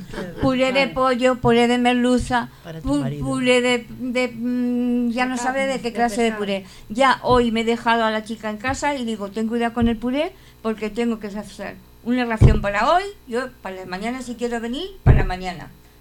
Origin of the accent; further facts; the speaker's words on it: Community of Madrid, Spain; Sí, y yo como buena madrileña también